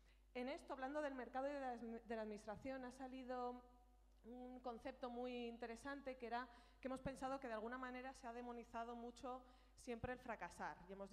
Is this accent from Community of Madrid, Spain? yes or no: no; Aragon, Spain; me están todo el día diciendo que se me nota que soy de Aragón